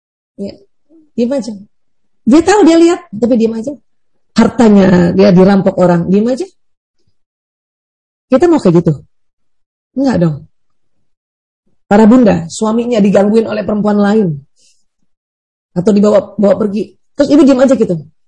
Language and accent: Indonesian; Makassar, South Sulawesi, Indonesia; Apalagi saya orang Bugis Makassar.